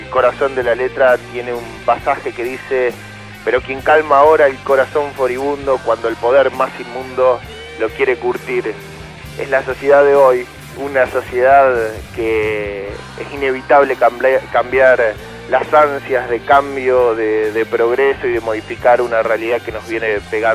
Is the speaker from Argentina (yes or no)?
yes; Santa Rosa, La Pampa, Argentina; en una disco de Santa Rosa, La Pampa, de donde soy.